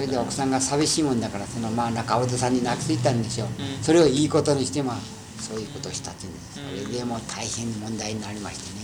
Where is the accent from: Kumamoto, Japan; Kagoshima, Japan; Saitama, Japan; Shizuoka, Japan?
Kumamoto, Japan; それからはまあこれは私は熊本の人ですよね。